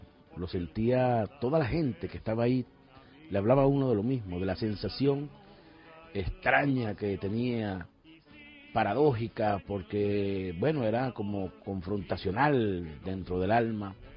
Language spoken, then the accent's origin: Spanish; Caracas, Capital District, Venezuela; Les digo que, como caraqueño, les voy a pedir disculpas porque ayer estuve en una actividad que me fatigó la garganta.